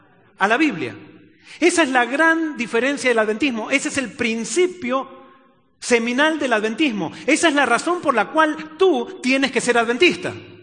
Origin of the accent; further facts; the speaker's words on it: Argentina; born there; yo nací por accidente en Argentina, pero nací por decisión en el reino de los cielos y ya no soy más argentino.